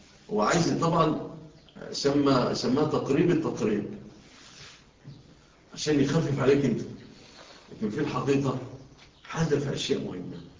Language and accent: Arabic; Egypt; انتوا شوفوا في بلادنا مصر